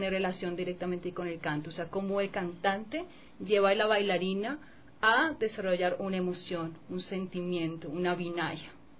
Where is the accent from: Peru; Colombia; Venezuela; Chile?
Colombia; now in Ecuador; Yo soy de Colombia, pero ya vivo 8 años acá